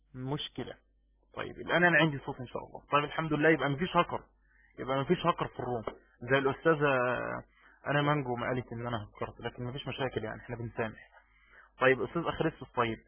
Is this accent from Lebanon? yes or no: no; Egypt; يعني عشان بس كذاب عندنا في مصر